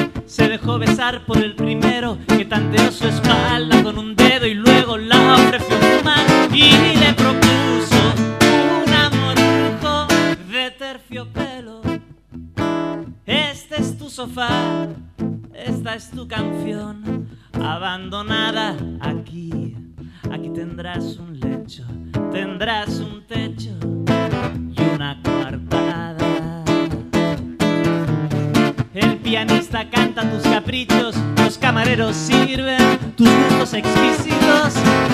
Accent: Barcelona, Catalonia, Spain; now in Madrid, Spain; soy de Barcelona, pero vivo en Madrid.

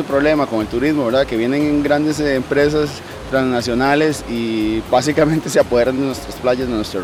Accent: Costa Rica; nosotros como costarricenses a veces no nos damos cuenta que estamos perdiendo nuestro propio país

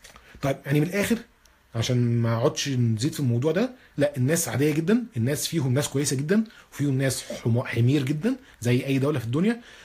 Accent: Egypt; حتى احنا عندنا في مصر ثقافة ان يبقى عندك صحاب من الشغل

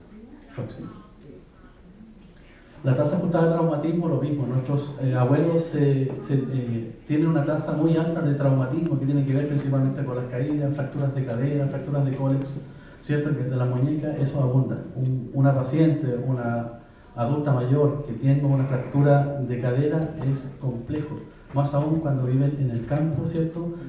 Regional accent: Araucanía, Chile; Quería mostrarle un mapa de donde yo vengo, que es la novena región, el sur de Chile

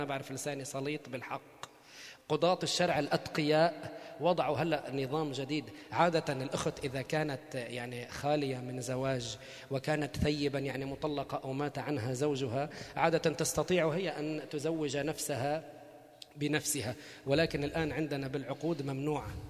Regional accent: Beirut, Beirut Governorate, Lebanon; لا نحن ببيروت اتجوز انا وياه. المهور المهور عندنا في بيروت يعني بنت بيروت

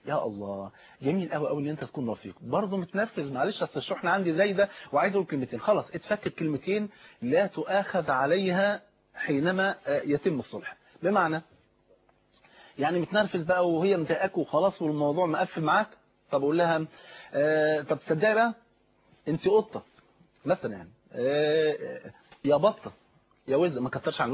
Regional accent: Egypt; الطابور العيش طبعا انت عارف عندنا في مصر هنا فرض عين

